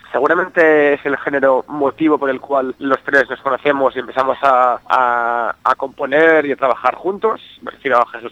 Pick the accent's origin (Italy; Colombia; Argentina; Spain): Spain; Sant Feliu de Llobregat, Catalonia; No hace mucho estuvimos tocando en mi pueblo, en San Feliu de Llobregat.